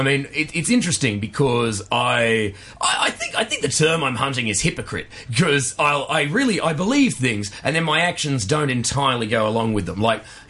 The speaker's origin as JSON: {"language": "English", "town": "Perth", "region": "Western Australia", "country": "Australia", "tie": "born or raised there", "said": "I grew up in Perth, Western Australia."}